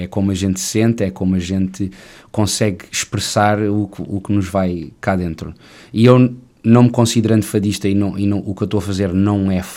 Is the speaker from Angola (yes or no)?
no; Macau; moved away as an adult; eu sou de Macau. Uhum. Nasci em Macau em 1989, filho de pais portugueses, e estudei em Macau até aos meus 18 anos.